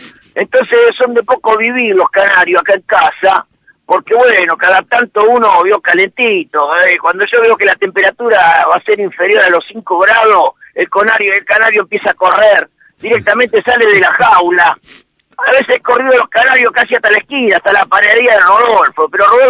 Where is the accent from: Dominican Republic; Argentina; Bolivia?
Argentina; González Catán, Buenos Aires Province; born there; yo soy nacido en González Catán, querido. Pero sí, criado por abuelos